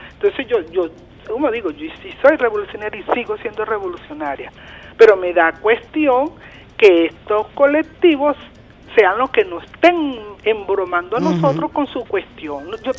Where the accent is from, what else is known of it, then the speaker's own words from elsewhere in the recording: Caracas, Capital District, Venezuela; Yo también soy de aquí, de Catia.